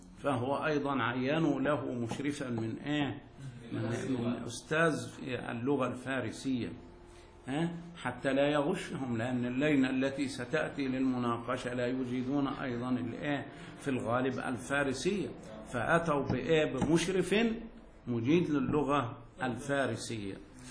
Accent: Egypt; يا أخي لا إشكال، أنا مصري أتيت إليك

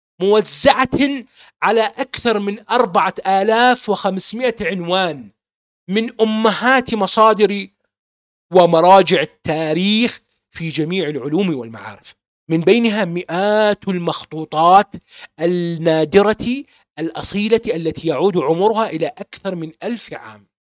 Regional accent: Baghdad, Baghdad Governorate, Iraq; born there; لمعلوماتك أنا من مواليد 1974، ولدت في بغداد الحبيبي

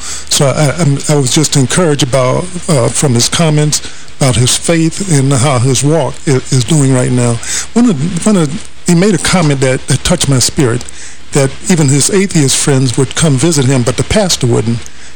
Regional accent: New York, United States; he's from my area of the country. I grew up in Harlem.

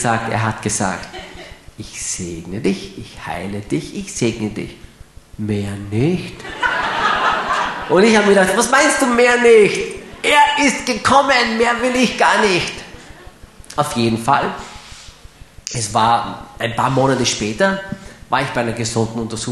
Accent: Graz, Styria, Austria; Steirer bleiben gesund, nicht wahr? Ich bin ja ein Grazer. Steirer sind gesund.

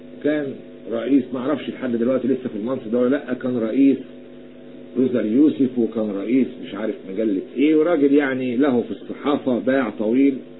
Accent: Egypt; أنا أتحدث كمصري يعلم الرب، لا أتحدث كمسيحي،

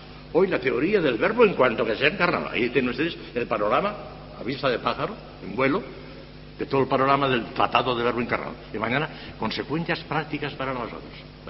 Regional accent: Morella, Valencian Community, Spain; En Morella, en mi pueblo, en la procesión del cuerpo salen un montón de imágenes

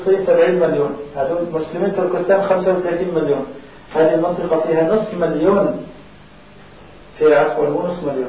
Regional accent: Aleppo, Aleppo Governorate, Syria; born there; إحنا كانتماء لأمي أنا إيش بهمني إني أنا جاهد في حلب مسقط رأسي؟

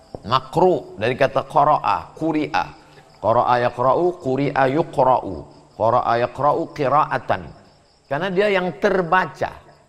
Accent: Riau, Indonesia; saya dari Sumatera

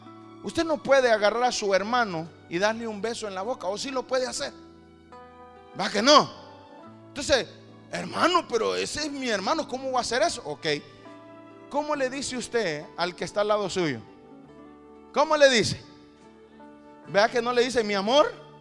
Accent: Mexico; le hablo de México, porque la mayoría somos mexicanos

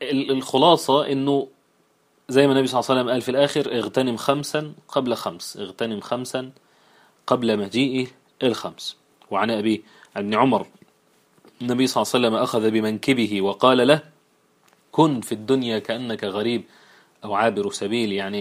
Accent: Egypt; والعجوز اللي احنا بنقولها احنا كمصريين على الكبير في السن

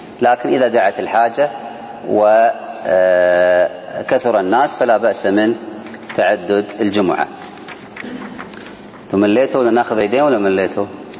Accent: Kuwait; وعندنا في الكويت الآن وغالب الدول الله أعلم قدروها بعشرين دقيقة

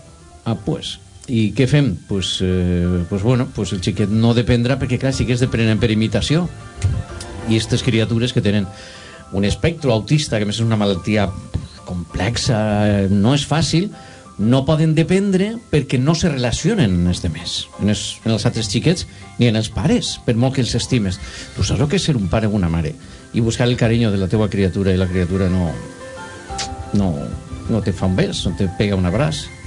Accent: Valencian Community, Spain; sóc molt de la Safor i ho comentem molt

